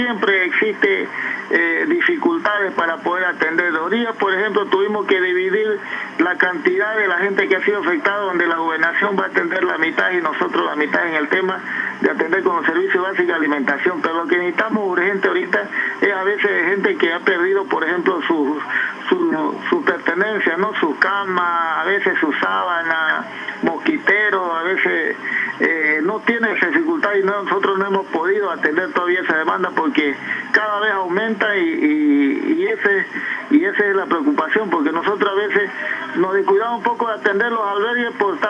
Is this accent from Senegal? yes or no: no; Pando, Bolivia; los que somos acá de Pando, históricamente yo he sufrido una de ellas, digamos, hace 20 años